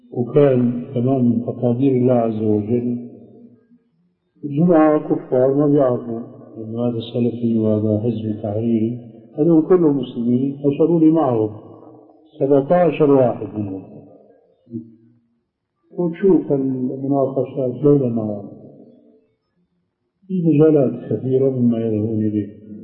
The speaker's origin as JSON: {"language": "Arabic", "town": "Aleppo", "region": "Aleppo Governorate", "country": "Syria", "said": "فهو بعث وأنا من حلب"}